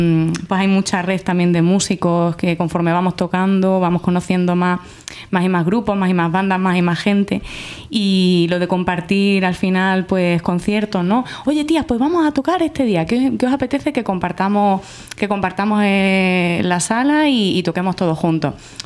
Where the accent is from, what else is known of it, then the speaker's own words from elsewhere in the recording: Badajoz, Extremadura, Spain; also born or lived in Córdoba; Sí, bueno, cordobesa, pero criada en Badajoz.